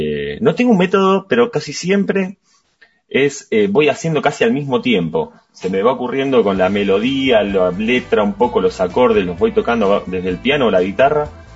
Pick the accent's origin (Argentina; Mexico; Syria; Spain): Argentina; Wilde, Buenos Aires Province; now in Buenos Aires, Argentina; nosotros somos casi todos del sur, yo vivo en Capital pero soy de Wilde.